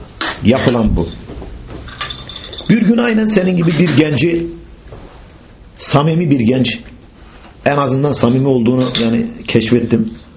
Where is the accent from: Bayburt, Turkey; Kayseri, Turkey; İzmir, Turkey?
Bayburt, Turkey; Bayburtluyum, ben Bayburtluyum.